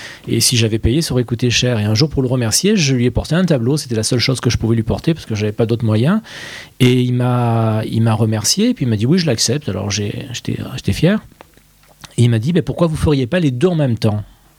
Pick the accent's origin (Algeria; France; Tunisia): France; Provence-Alpes-Côte d'Azur; comme je suis provençal, je faisais du provençal